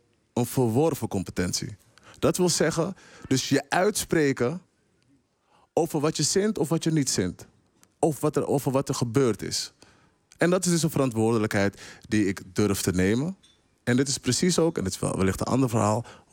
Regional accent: Amsterdam, North Holland, Netherlands; Nou, dat kan je dus echt zeggen als Amsterdammer.

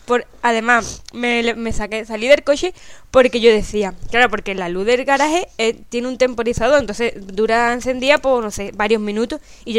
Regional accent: Chiclana de la Frontera, Andalusia, Spain; soy de Chiclana, puedo andar 10.000 kilómetros y hace falta.

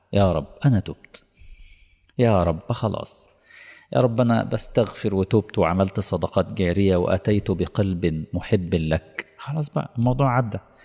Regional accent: Egypt; طبعا مش اقصد مصر يعني كمصري

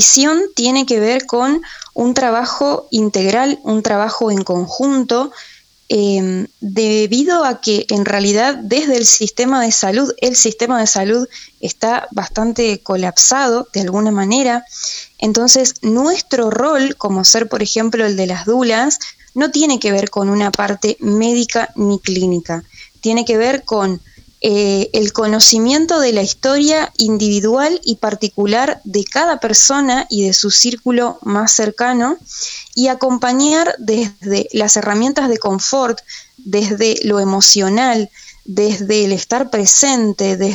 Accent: Paraná, Entre Ríos, Argentina; born there; yo soy nacida en Paraná, Entre Ríos

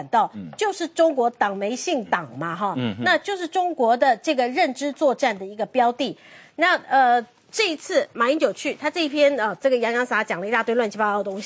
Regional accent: Taiwan; 希望能够鼓舞我们台湾人，希望能够提醒我们台湾人

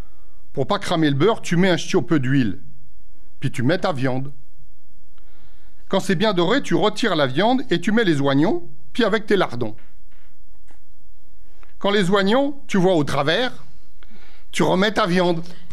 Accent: Mechelen, Flanders, Belgium; je viens de Malines.

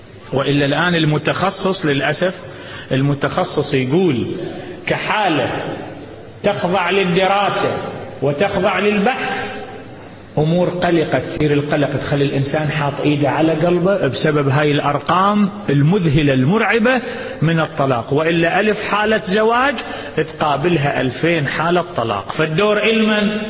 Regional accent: Iraq; عندنا في العراق اتطلقوا يوم الأحد

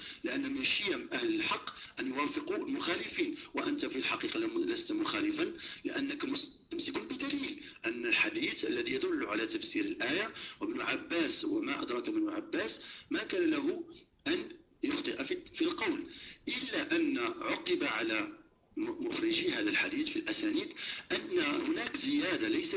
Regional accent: Morocco; عندنا في المغرب

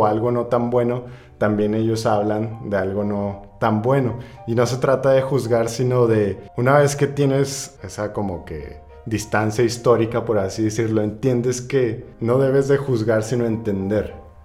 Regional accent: Mexico; Uno como mexicano dices, ya ando mareado y le paras.

